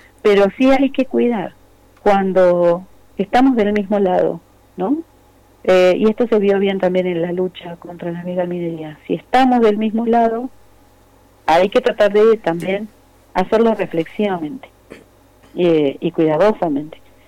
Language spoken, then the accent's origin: Spanish; Esquel, Chubut, Argentina; moved away as an adult; Pero yo vengo de Esquel.